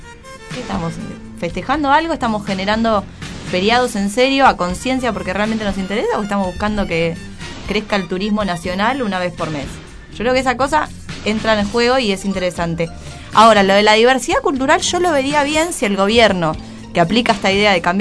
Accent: Argentina; Es preguntarnos nosotros como argentinos qué estamos festejando.

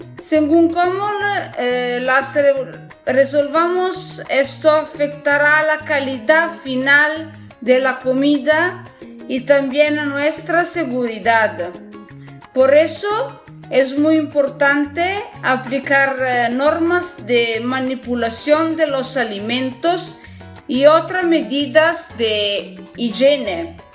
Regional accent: Piedmont, Italy; Spanish is a second language; soy italiana del norte de Italia, el Piemonte, la región del Piemonte.

